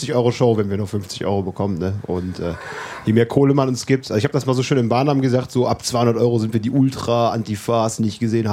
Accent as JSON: {"language": "German", "town": "Wermelskirchen", "region": "North Rhine-Westphalia", "country": "Germany", "lives_now": "Leverkusen, Germany", "said": "Ursprünglich kommen wir aus Wermelskirchen und Remscheid."}